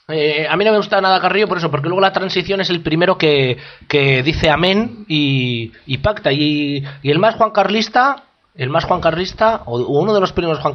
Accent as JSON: {"language": "Spanish", "country": "Spain", "said": "tantas cosas que nos caracterizan a esos españoles y españolas que somos"}